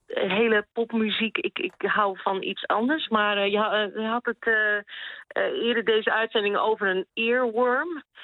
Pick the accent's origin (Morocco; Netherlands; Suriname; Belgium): Netherlands; now in Sweden; op het moment dat je hier zegt van nou, ik kom uit Nederland